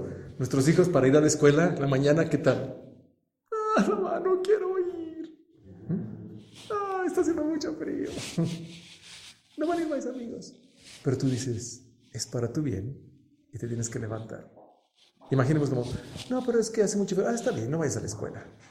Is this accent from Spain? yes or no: no; Toluca, State of Mexico, Mexico; Uno, porque somos de Toluca, y otro porque yo soy hombre. Y los hombres en Toluca somos estoicos.